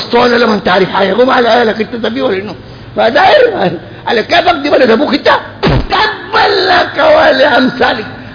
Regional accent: Sudan; احنا سودانيين وطبعا معكم هنا

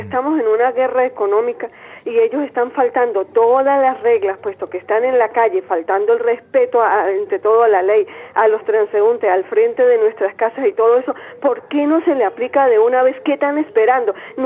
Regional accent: Venezuela; como una venezolana más

